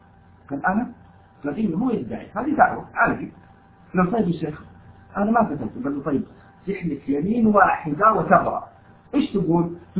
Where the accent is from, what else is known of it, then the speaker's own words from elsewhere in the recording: Taif, Makkah Province, Saudi Arabia; now in Jeddah, Saudi Arabia; لأنه أنا من أهل الطائف وشغال في جدة،